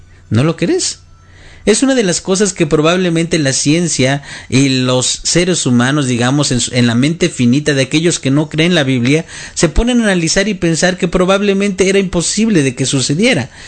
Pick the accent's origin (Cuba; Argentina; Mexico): Mexico; para los que somos mexicanos, una de las ciudades más grandes es el Distrito Federal